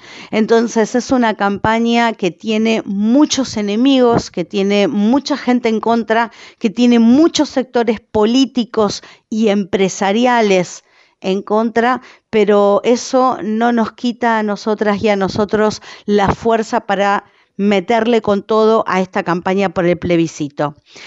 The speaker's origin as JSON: {"language": "Spanish", "country": "Uruguay", "said": "esto es un debate que nos debemos como uruguayos, como uruguayas"}